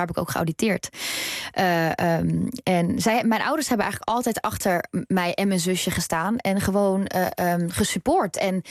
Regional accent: North Brabant, Netherlands; Ik woon niet meer in Brabant, maar ik kom uit Brabant.

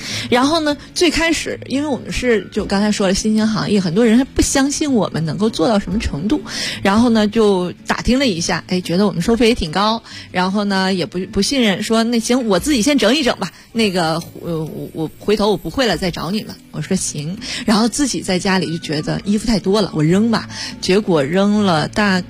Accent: Beijing, China; 我们北京人

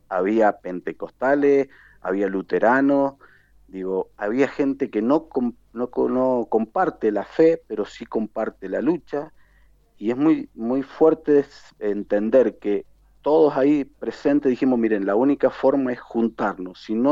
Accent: Argentina; lo que somos los argentinos, que hay gente de Catamarca, gente del sur, de Chubut, de Mendoza

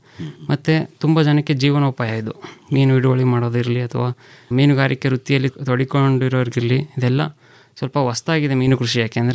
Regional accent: Mandya, Karnataka, India; ನಾನು ಮೂಲತಃ ಮಂಡ್ಯದವನು, ಮೈಸೂರು ಮಂಡ್ಯ

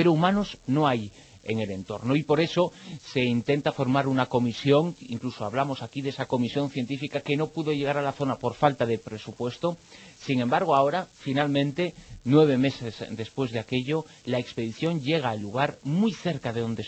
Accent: Galicia, Spain; Y como gallego, soy de los que apoyo tanto al Deportivo como al Celta.

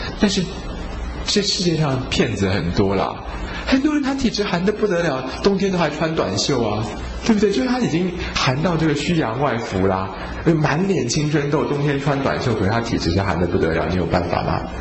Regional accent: Taiwan; 我们台湾人啊都很寒啊，吃很多青菜水果

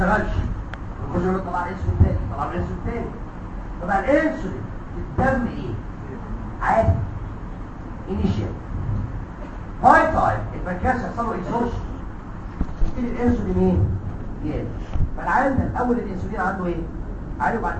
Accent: Egypt; اتربى في احضاننا في مصر الحبيبه

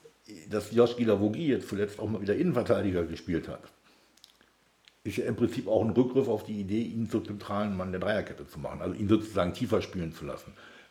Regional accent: Leiferde, Lower Saxony, Germany; Ich komme aus Leiferde vom Dorf, da sieht der Haltepunkt nicht viel anders aus.

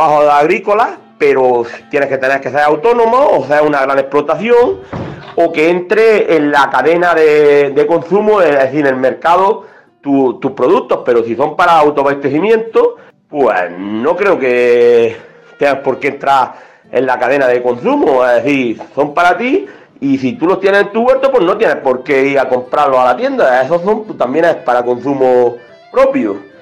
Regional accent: Cádiz, Andalusia, Spain; soy de Cádiz

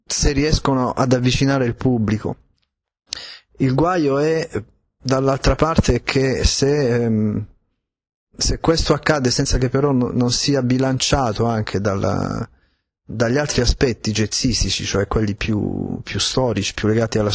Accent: Apulia, Italy; born there; io sono nato in Italia, sono nato in Puglia, non sono nato a New York

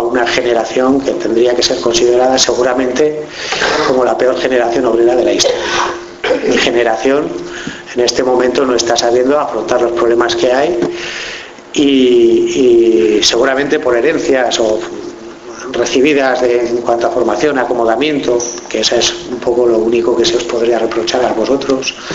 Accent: Pamplona, Navarre, Spain; Yo vengo de Pamplona

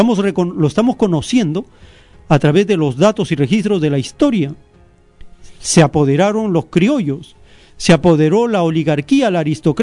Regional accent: Peru; Si dicen que somos peruanos, se supone que debemos ser dueños del oro, la plata, el petróleo, el gas, las comunicaciones, las reservas.

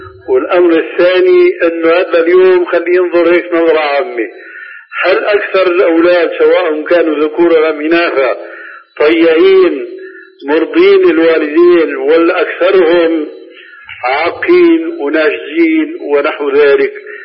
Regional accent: Syria; كما يقولون عندنا في سوريا

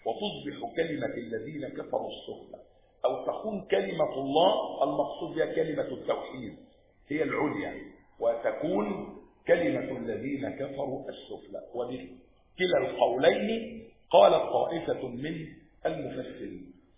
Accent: Egypt; مع أن الانفلات الأمني عندنا في مصر حدث فترة ايه؟ قليلة جدا

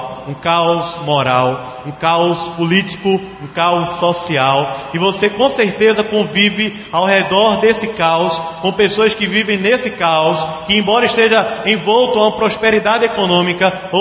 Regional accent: Recife, Pernambuco, Brazil; diz pra gente que a gente é daqui, a gente é de Recife. A gente pode morar em outro lugar, mas há algo na gente dizendo que nós somos dessa terra.

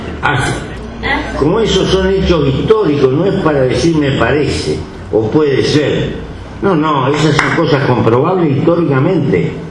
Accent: Uruguay; Yo soy un uruguayo raro.

